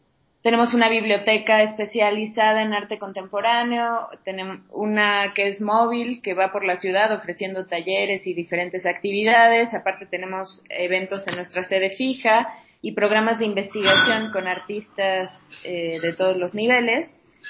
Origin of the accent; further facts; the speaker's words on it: Mexico City, Mexico; Bueno, yo soy aquí de México, Distrito Federal.